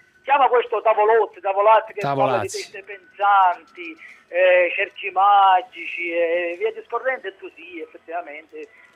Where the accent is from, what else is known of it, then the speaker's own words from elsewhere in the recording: Trapani, Sicily, Italy; Siamo da Trapani